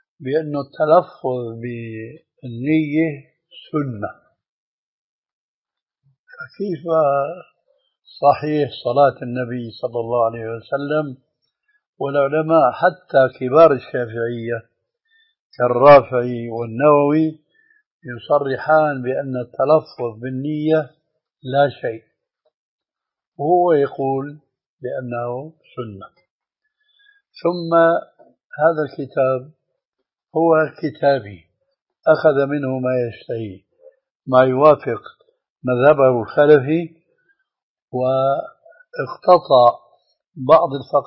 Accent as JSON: {"language": "Arabic", "country": "Syria", "said": "والله هذا يعني في عبارة عندنا في سوريا تقال نجبله"}